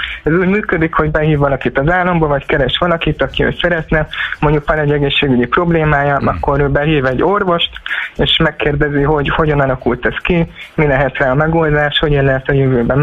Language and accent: Hungarian; Kecskemét, Bács-Kiskun, Hungary; itt Kecskeméten, én kecskeméti vagyok